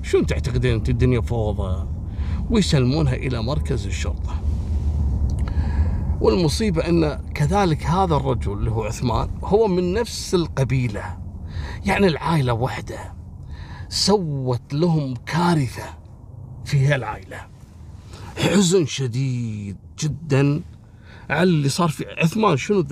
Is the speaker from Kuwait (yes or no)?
yes; Kuwait; عندنا في الكويت